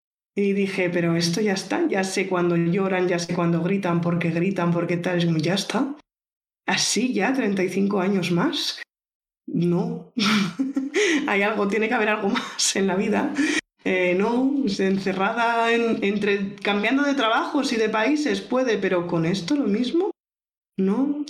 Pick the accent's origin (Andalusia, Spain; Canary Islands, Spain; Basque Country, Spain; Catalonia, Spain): Catalonia, Spain; Barcelona; born there; Nací en Barcelona, me he estado moviendo de lado a lado, mudanzas por el trabajo de mi padre en un principio, por estudiar después luego yo, por querer vivir en otro país después